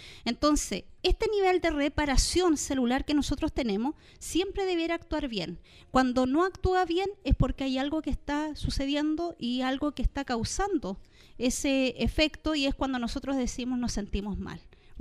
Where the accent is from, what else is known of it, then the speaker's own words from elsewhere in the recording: Patagonia, Chile; Para quienes somos de la Patagonia, sabemos que es un arbusto endémico de la Patagonia chilena y argentina.